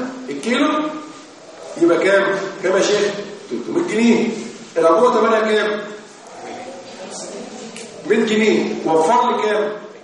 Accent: Egypt; الصوره عندنا في مصر يا ولاد

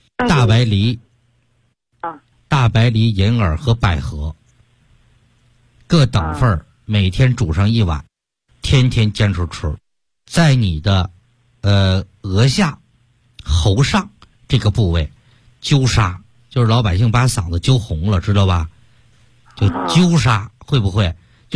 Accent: Tianjin, China; 我们天津人说话非常特殊。

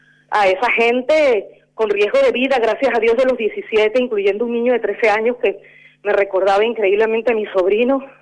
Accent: Buenos Aires, Argentina; born there; Yo soy de Argentina, nací en Buenos Aires, viví mucho tiempo en el extranjero, pero me siento argentina

